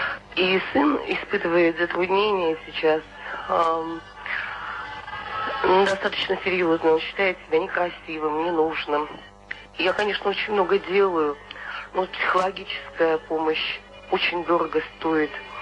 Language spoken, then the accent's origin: Russian; Kemerovo, Kemerovo Oblast, Russia; Я из Кемерово.